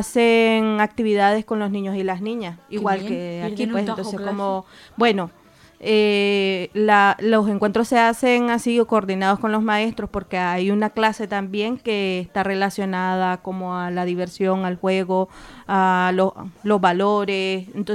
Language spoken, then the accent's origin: Spanish; León, Nicaragua; como yo soy de León